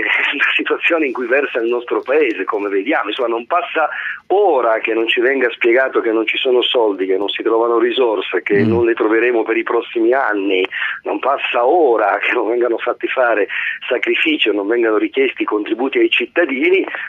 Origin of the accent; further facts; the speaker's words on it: Turin, Piedmont, Italy; io sono torinese e conosco abbastanza bene l'aeronautica militare